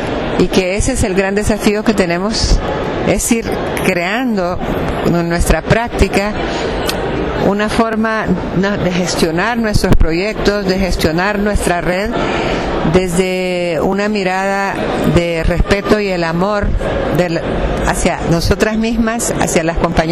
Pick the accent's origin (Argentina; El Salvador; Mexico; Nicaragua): El Salvador; de El Salvador.